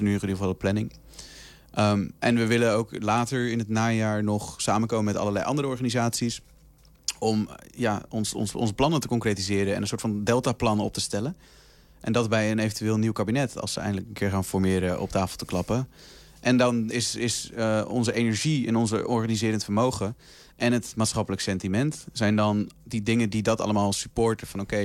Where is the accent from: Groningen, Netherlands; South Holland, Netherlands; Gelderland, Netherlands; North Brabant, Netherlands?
South Holland, Netherlands; want ik kom uit de buurt van Rotterdam.